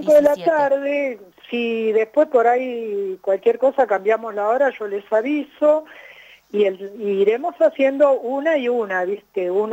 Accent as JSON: {"language": "Spanish", "town": "Los Hornillos", "region": "Córdoba", "country": "Argentina", "said": "desde Villa de las Rosas, nos hemos ido corriendo para acá, para Los Hornillos, yo soy de Los Hornillos"}